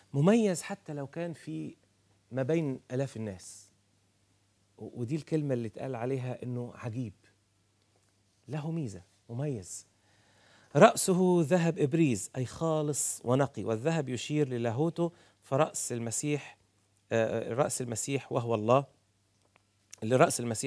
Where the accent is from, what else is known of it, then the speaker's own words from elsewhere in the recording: Sohag Governorate, Egypt; زينا الصعيدة انا صعيدي انا راجل سوهاجي